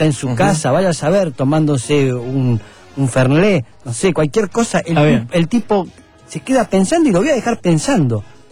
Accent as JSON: {"language": "Spanish", "town": "San Isidro", "region": "Buenos Aires Province", "country": "Argentina", "said": "Pero sí, soy de San Isidro y todo eso, sí."}